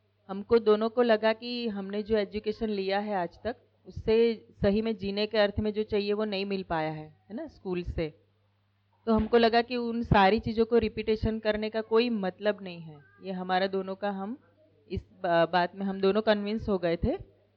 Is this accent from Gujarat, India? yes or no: yes; Ahmedabad, Gujarat, India; now in Indore, India; हम अहमदाबाद से आए हैं और 2014 में हम यहाँ पहली बार आए थे।